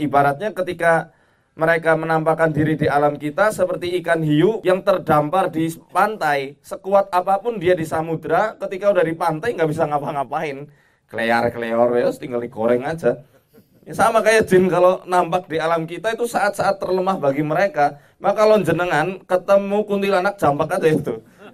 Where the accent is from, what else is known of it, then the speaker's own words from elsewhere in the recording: Banyumas, Central Java, Indonesia; di daerah saya di Banyumas itu, kalau antum pernah ke daerah Banyumas